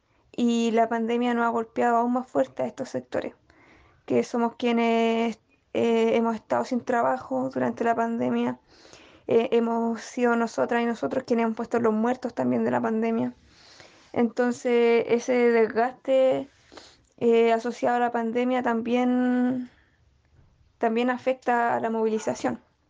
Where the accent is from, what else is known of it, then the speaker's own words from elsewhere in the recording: Chile; para hacer estas transformaciones radicales que necesitamos como pueblo chileno